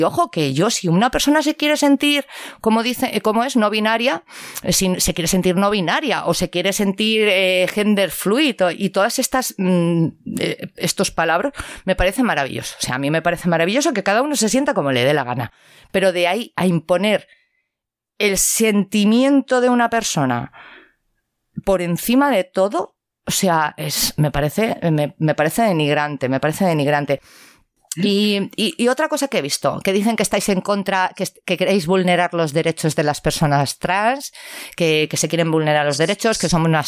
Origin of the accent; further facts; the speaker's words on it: Valencian Community, Spain; moved away as an adult; now in Bilbao, Spain; Yo soy valenciana, no soy de aquí, yo llevo 5 años en Euskal Herria.